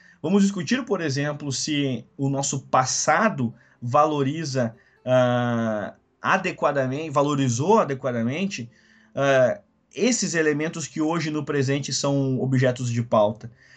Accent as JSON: {"language": "Portuguese", "country": "Brazil", "said": "se nós, enquanto brasileiros, não entendermos"}